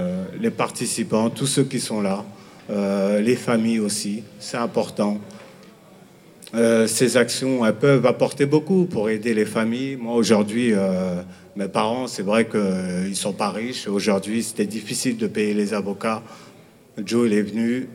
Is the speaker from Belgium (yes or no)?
no; Villiers-le-Bel, Île-de-France, France; Je viens de Villiers-le-Bel